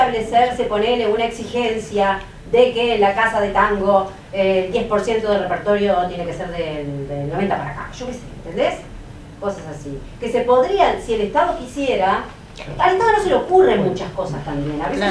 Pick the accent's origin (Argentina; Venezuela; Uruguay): Uruguay; Quería preguntar, simplemente soy uruguaya, entonces no sé.